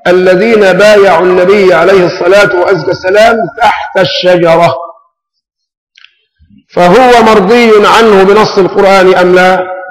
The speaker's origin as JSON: {"language": "Arabic", "country": "Egypt", "said": "ونحن كشعب مصري يعني ظلنا خفيف بالمعنى البلدي، ابناء نكتة"}